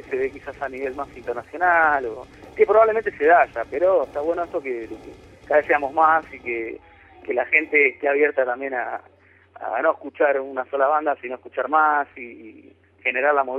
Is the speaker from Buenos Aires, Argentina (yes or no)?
yes; Buenos Aires, Argentina; Nosotros somos argentinos, vivimos en Buenos Aires y nos toca vivir las cosas que nos tocan vivir